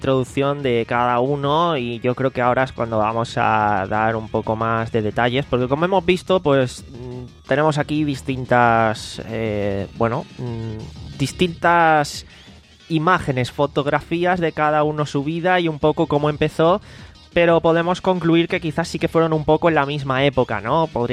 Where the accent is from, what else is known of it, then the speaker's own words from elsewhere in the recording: Alicante, Valencian Community, Spain; Tengo 29 años y soy de Alicante.